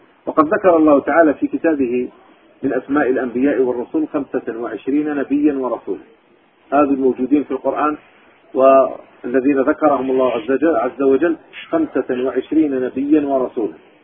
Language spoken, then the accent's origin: Arabic; Algiers, Algiers Province, Algeria; كان عندنا في الجزائر العاصمة